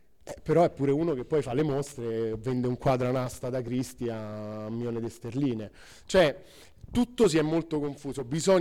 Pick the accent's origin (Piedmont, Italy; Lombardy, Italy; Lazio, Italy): Lazio, Italy; Rome; io vengo da Roma